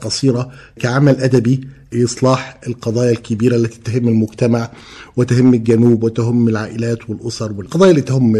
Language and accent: Arabic; Tukh, Egypt; الصبا والطفولة اللي عشته داخل قريتي طوخ في محافظتنا.